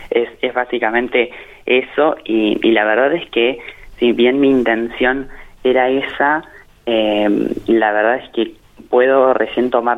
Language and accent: Spanish; General Acha, La Pampa, Argentina; una abuela de acá de la localidad de donde soy oriundo, de General Hacha